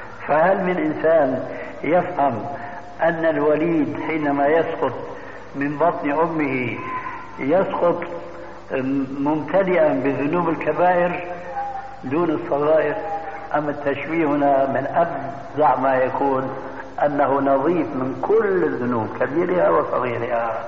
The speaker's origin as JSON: {"language": "Arabic", "country": "Syria", "said": "وكما يقول عندنا في سوريا"}